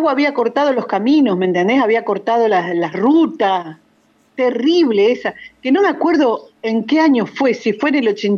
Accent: Paraná, Entre Ríos, Argentina; born there; Sí, así es, nací en Paraná hace bastantes años, hace 62 años que soy paranaense.

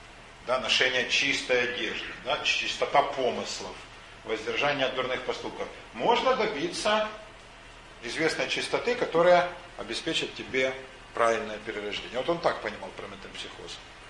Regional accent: Ukraine; Меня окружали в детстве Оксаны, на Украине их было много.

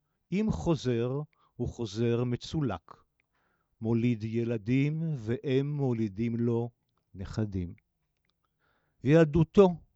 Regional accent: Jerusalem, Jerusalem District, Israel; אני אקדים ואומר שגרתי בשכונת קטמון הישנה פה בירושלים, אבל גם נולדתי בה.

